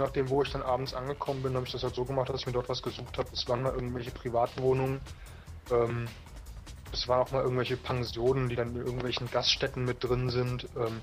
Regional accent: Cologne, North Rhine-Westphalia, Germany; Von Köln, ich komme ja aus Köln.

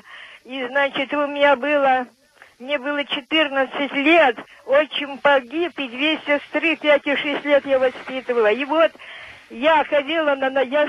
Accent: Kirov, Kirov Oblast, Russia; Я из Кирова.

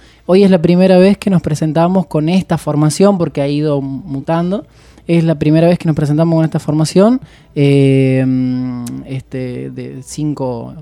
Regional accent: San Luis, Argentina; Hay una de las integrantes que es de Puerto Madryn y yo soy de San Luis.

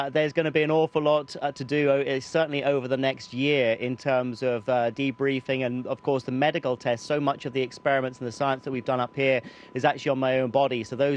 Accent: United Kingdom; continue to represent the UK as a British astronaut within ESA.

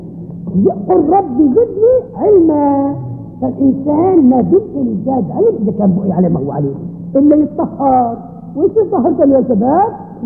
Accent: Syria; مثلا بلادنا بلاد الشام بلاد سوريا

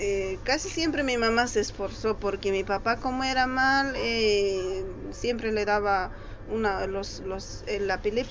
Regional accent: Quilaquila, Chuquisaca, Bolivia; born there; el lugar es un pueblito de la ciudad de Sucre, de allá de Bolivia.

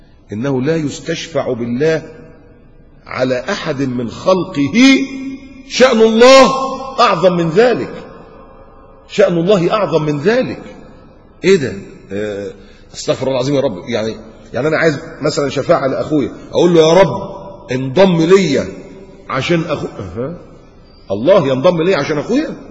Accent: Upper Egypt, Egypt; عندنا في الصعيد، معلش حدش يزعل على صعيدي، عندنا في الصعيد الحاجات دي يعني بلاوي زرقاء

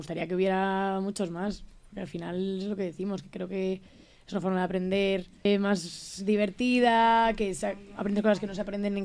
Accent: Madrid, Community of Madrid, Spain; Soy de Madrid, nací en Madrid y he vivido toda mi vida en Madrid. Bueno, viví en Tres Cantos y ahora ya estoy viviendo en el sur de Madrid, por la zona de Carabanchel, al lado del instituto

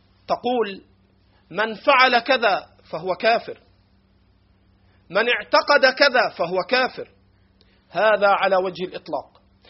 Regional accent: Egypt; accent: Egyptian; على لهجتنا المصرية

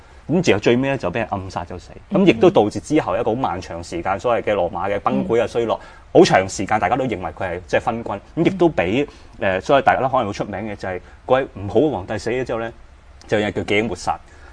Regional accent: China; 咁所以我哋中國人以為是最好的嘢呢、其實不一定是最好的

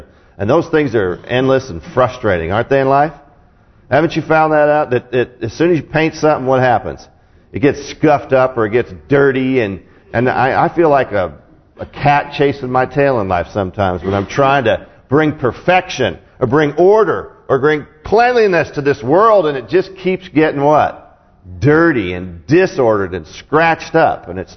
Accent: West Coast, United States; All right, I'm from the West Coast, so I guess that's what we're supposed to be.

